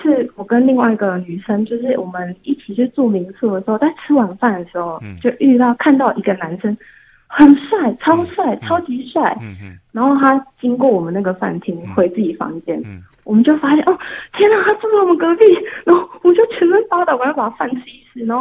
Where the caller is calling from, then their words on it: Taipei, Taiwan; 我是台北的妹。